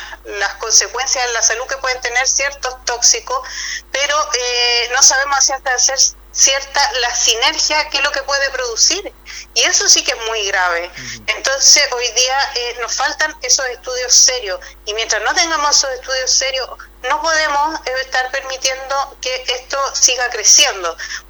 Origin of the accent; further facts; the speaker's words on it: Puchuncaví, Valparaíso, Chile; yo soy de Puchuncaví, pero trabajo en una organización que es Mujeres de Zona Sacrificio en Resistencia, que abarca ambas comunas.